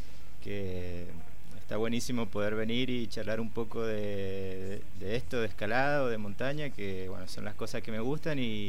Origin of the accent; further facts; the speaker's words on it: Mendoza, Argentina; soy mendocino, nací aquí en Mendoza y estudié aquí primaria, secundaria, estudié en el Colegio San Luis Gonzaga.